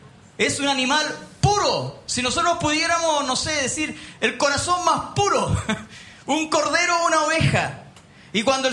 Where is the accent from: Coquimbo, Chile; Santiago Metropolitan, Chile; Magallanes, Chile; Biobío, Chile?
Magallanes, Chile; Punta Arenas; born there; also born or lived in Tierra del Fuego; yo nací en Punta Arenas. y viví en Tierra del Fuego durante 3 años y medio, en la prehistoria, cuando era niño